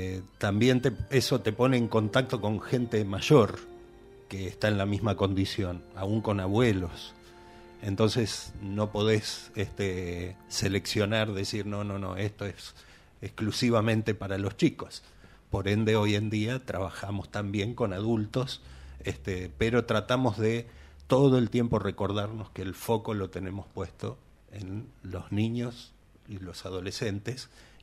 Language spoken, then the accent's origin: Spanish; Quilmes, Buenos Aires Province, Argentina; mi amada calle Mozart, donde nací y crecí, en Quilmes.